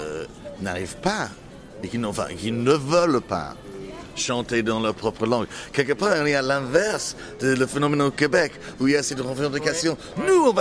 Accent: United Kingdom; French is a second language; était connu dans mon enfance en Angleterre.

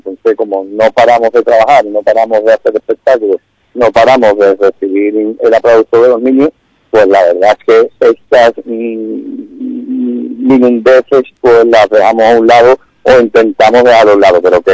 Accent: Jerez de la Frontera, Andalusia, Spain; a mí me molesta porque soy jerezano, por desgracia. Y me da coraje que en mi tierra, pues, no se nos considere

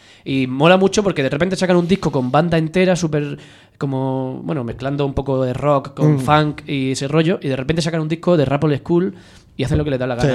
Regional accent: Almería, Andalusia, Spain; Sevillano, sí. Aunque yo soy almeriense.

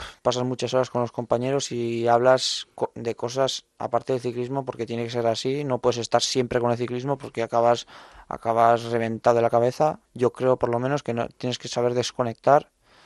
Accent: Navarre, Spain; Euskal Herria en mi caso, que yo soy navarro, pues que me considero vasco también.

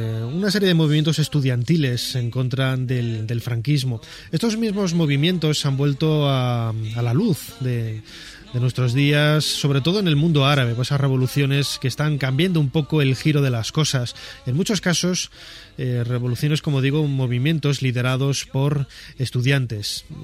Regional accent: Castile and León, Spain; yo he tenido yo como buen cazurro, como buen leonés

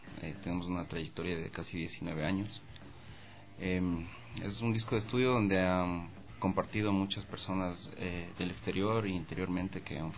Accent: Quito, Pichincha, Ecuador; nosotros somos un colectivo que venimos del sur de Quito, de la Argelia. Argelia y el barrio, la Argelia Alta y Aída León.

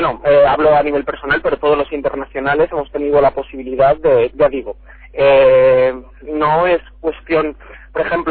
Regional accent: Castile, Spain; acabo de llegar ahora mismo al estado, como bien dices, a Castilla, a mi pueblo

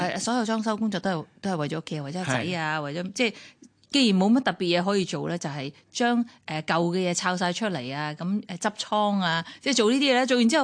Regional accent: Hong Kong; 作為一個土生土長嘅香港人

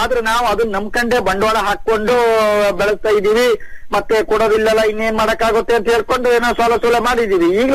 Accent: Sagar, Karnataka, India; ಸಾಗರದಲ್ಲಿ ಸರ್ ನಮ್ದು ಕಲ್ಲಲ್ಲ ಗುಬ್ಬಿಗ ಅಂತ ಬರುತ್ತೆ.

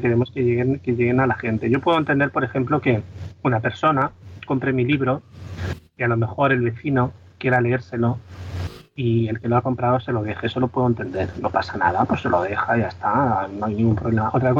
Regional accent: Sabadell, Catalonia, Spain; Yo soy de Sabadell

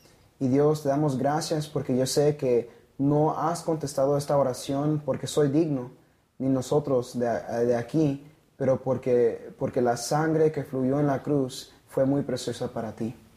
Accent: Blythe, California, United States; soy de Blythe, California.

